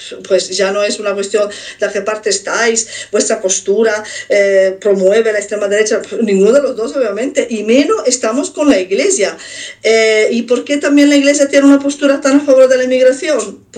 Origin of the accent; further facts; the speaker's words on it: Italy; moved away; yo también soy inmigrante, vengo de Italia, pero como soy ariana físicamente y no soy negra, paso bastante desapercibida.